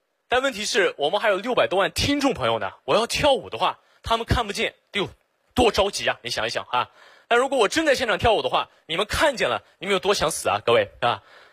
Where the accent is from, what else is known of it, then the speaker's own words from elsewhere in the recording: Xinjiang, China; 我解释一下啊，我不是老外。我来自新疆，我是维吾尔族啊，就是和那个迪丽热巴特别火的民族，